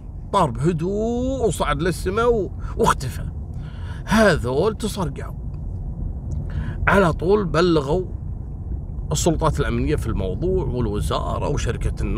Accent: Kuwait

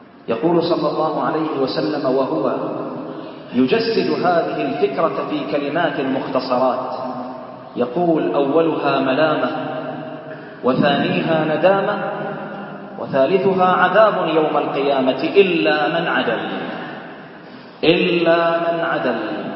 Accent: Bahrain; اللهم احفظ بلدنا البحرين

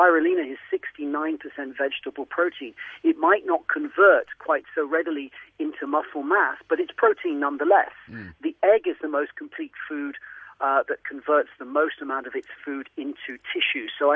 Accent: Switzerland; when I grew up in Switzerland, everything was just, bio

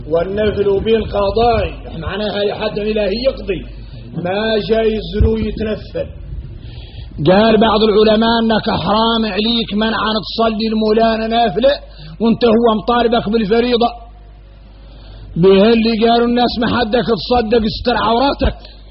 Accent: Mauritania; احنا موريتاني

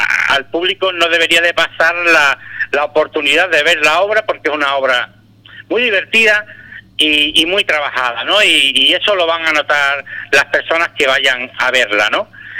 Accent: Ubrique, Andalusia, Spain; somos un grupo de teatro local, somos de Ubrique

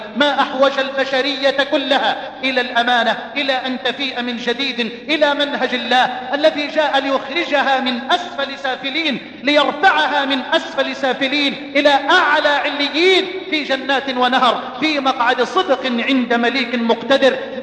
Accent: Egypt

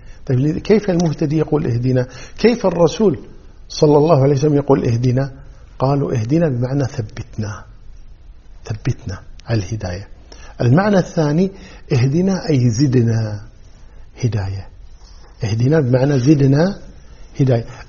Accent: Kuwait; وهذه كلمة يعني مشهورة عندنا في الكويت

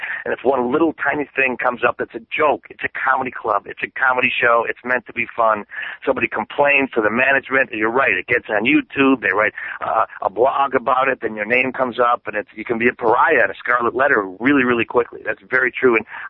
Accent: Milwaukee, Wisconsin, United States; now in Chicago, United States; I'm from Milwaukee, but I live in Chicago, and it's 90 miles apart.

